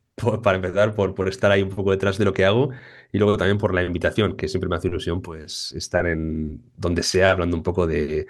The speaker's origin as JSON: {"language": "Spanish", "town": "Basauri", "region": "Basque Country", "country": "Spain", "said": "yo soy de San Miguel de Basauri, o sea, soy de un barrio pequeño de Basauri, con gente de la casa todo el día, con mis amigos son de Basauri"}